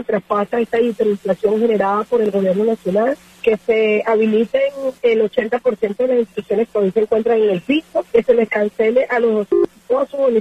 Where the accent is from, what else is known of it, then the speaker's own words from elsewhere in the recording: Venezuela; como ciudadanos, como venezolanos que somos.